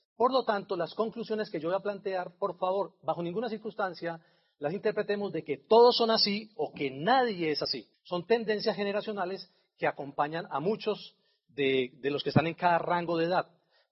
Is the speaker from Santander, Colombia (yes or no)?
no; Antioquia, Colombia; como somos muy paisas y los queremos tener ahí en el nido por mucho tiempo